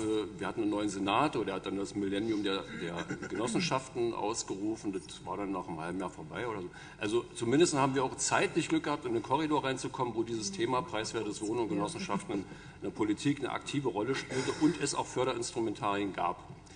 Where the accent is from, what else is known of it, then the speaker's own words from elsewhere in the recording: Bremen, Germany; Ich habe das mal versucht, als Bremer Hörsager aufzuschreiben.